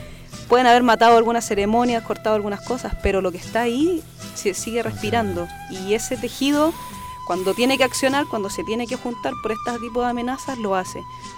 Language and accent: Spanish; Chile; Nosotros como chilenos nos han ocultado, yo en mi colegio jamás escuché la historia como la vengo a conocer ahora de adulta.